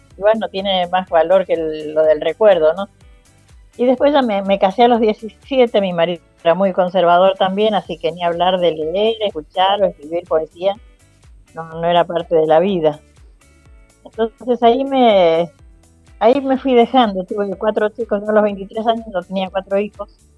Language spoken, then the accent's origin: Spanish; Presidencia Roque Sáenz Peña, Chaco, Argentina; moved away; also born or lived in Buenos Aires; yo viví en el campo, porque aunque nací acá en Buenos Aires, me crié en el Chaco, en Presidencia Roque Sáenz Peña, que me llevaron desde los 9 meses.